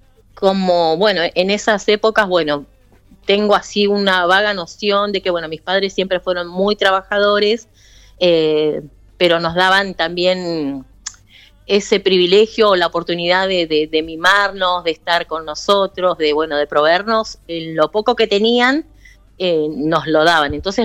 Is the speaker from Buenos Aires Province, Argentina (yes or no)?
yes; San Justo, Buenos Aires Province, Argentina; Yo me crié en un barrio de la provincia, en San Justo.